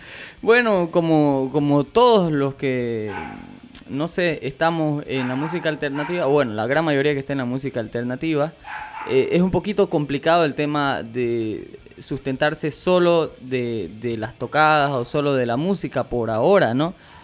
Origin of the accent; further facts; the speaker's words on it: Villamontes, Tarija, Bolivia; born there; now in Santa Cruz, Bolivia; así que de nacimiento pues yo soy chaqueño, soy villamontino, ¿no? Pero vivo acá y amo a Santa Cruz con todo mi corazón.